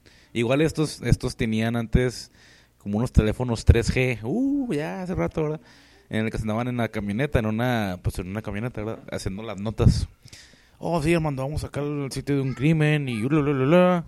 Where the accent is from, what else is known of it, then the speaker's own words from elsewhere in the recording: Ciudad Juárez, Chihuahua, Mexico; Es que soy de Juárez y no hay que comer.